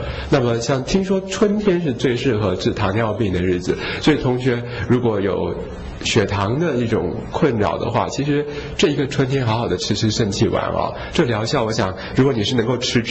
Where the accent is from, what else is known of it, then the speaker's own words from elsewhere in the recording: Taiwan; 而且我常常说我们台湾人是高度受恐惧统治的民族啦